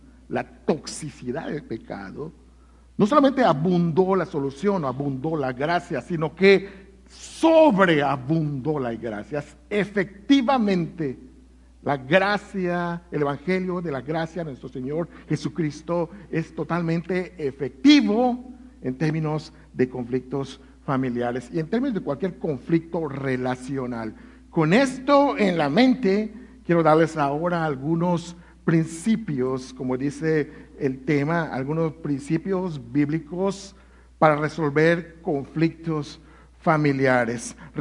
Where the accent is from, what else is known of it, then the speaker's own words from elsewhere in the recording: Yucatán, Mexico; hay un árbol en Yucatán, en mi tierra, que se llama Chechen